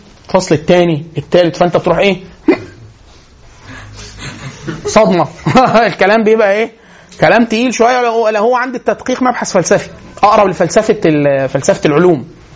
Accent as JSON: {"language": "Arabic", "country": "Egypt", "said": "بس احنا مصريين"}